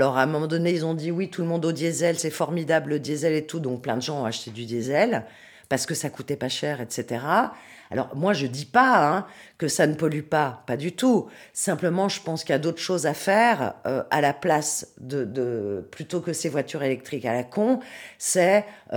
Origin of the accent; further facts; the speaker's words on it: France; moved away; Oui, je suis française, mais ça fait très longtemps que je suis ici, mais je suis française